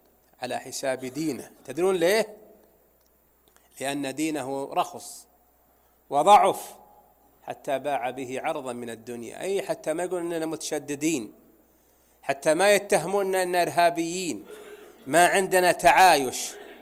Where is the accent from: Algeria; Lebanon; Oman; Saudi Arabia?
Saudi Arabia; Najd; عندنا في نجد في المرزم، فإذا ظهر المرزم فملى المحزم، ولا لا يا أخواني؟